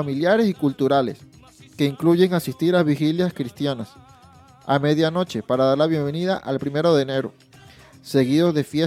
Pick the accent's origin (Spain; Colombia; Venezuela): Venezuela; born there; Por último, en Venezuela, mi tierra, donde he nacido, la celebración de Año Nuevo es un evento familiar